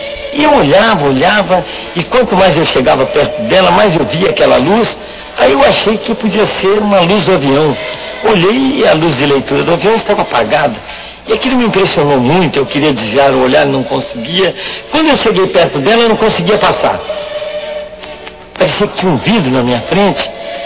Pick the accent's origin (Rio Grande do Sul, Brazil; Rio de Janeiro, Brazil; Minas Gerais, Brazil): Rio de Janeiro, Brazil; Niterói; born there; Cara de baiano, nome de alemão e nasci em Niterói.